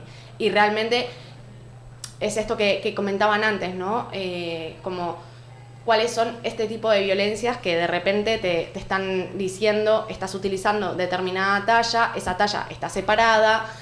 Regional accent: Argentina; now in Spain; llegué acá a España estaba en una situación en la que estaba muy, muy, muy delgada y... allá en Argentina, de donde soy oriunda

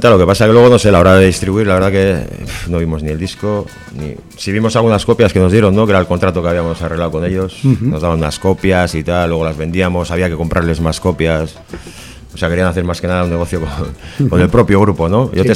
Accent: Sestao, Basque Country, Spain; now in Trápaga, Spain; Bueno, y yo soy de Sestao, pero vivo en Trápaga también.

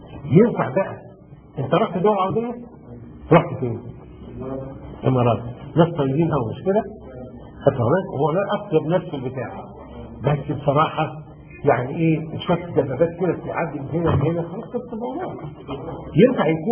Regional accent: Sharqia Governorate, Egypt; انا من الشرقيه

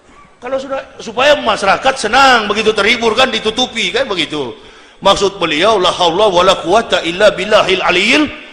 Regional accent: Manado, North Sulawesi, Indonesia; saya orang Manado

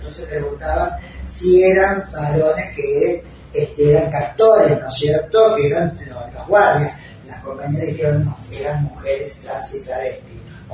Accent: Rosario, Santa Fe, Argentina; now in Córdoba, Argentina; Soy rosarina, pero hace 40 años que vivo en Córdoba.

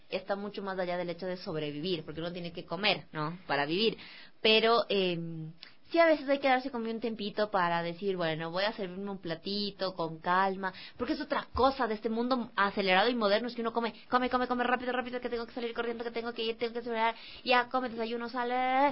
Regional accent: Ecuador; como ecuatorianos nosotros tenemos un sinfín de comidas y de variedad de comidas, porque nuestra tierra es riquísima en absolutamente todo

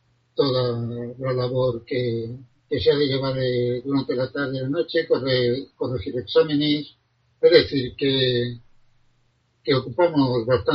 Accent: Catral, Valencian Community, Spain; fui alcalde en poco tiempo en mi pueblo natal, Catral.

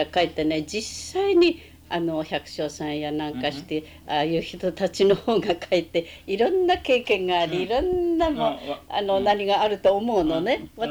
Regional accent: Sendai, Miyagi, Japan; でずっと仙台にねおりまして、で主に仙台で育ちましたけれど

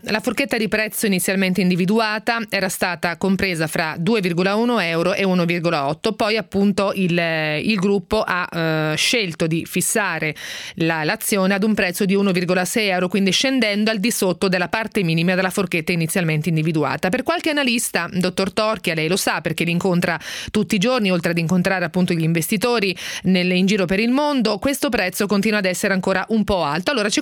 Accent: Ancona, Marche, Italy; quella che ha fatto l'ascoltatore anconetano, che peraltro è delle mie parti

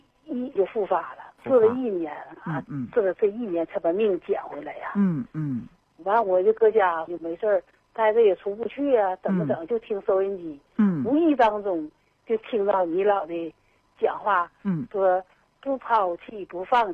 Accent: Fushun, Liaoning, China; 我是辽宁抚顺的。

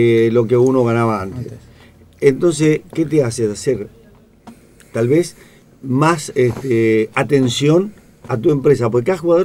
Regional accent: Corrientes, Argentina; Y cuando yo tenía 16 años, que todavía estaba en Corrientes. Yo soy de Corrientes, 1000 kilómetros de Buenos Aires.

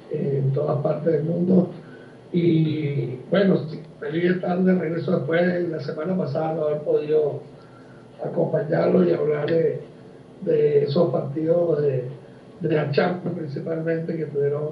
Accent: Uruguay; Yo, más que como uruguayo

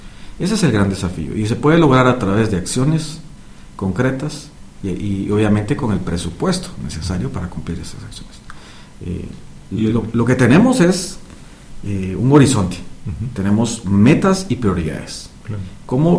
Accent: Guatemala; dejar por un lado el país verde que quisiéramos como guatemaltecos

